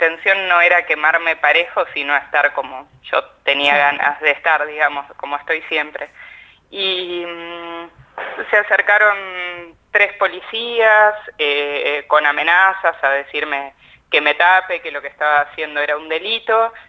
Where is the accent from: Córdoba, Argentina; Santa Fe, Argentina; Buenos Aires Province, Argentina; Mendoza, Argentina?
Buenos Aires Province, Argentina; Necochea; en la playa, en Necochea, que es la ciudad de donde yo soy